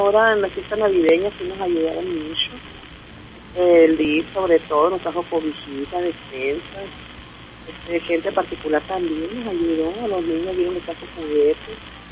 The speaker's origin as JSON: {"language": "Spanish", "town": "Guaymas", "region": "Sonora", "country": "Mexico", "moved": "yes", "said": "Nosotros somos de Guaymas, del Valle del Palme, para adentro de los ranchos."}